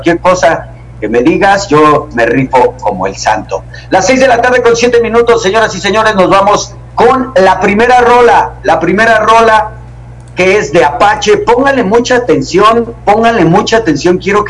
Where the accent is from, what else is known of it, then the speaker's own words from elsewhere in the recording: Iztapalapa, Mexico City, Mexico; Obviamente recordarán que soy oriundo de Iztapalapa